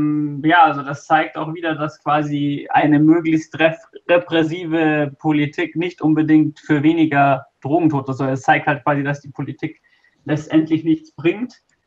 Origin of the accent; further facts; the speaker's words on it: Bavaria, Germany; Also ich komme ja aus Bayern